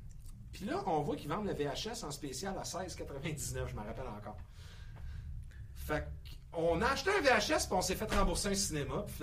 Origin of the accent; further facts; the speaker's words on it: Quebec, Canada; En fait, je suis québécois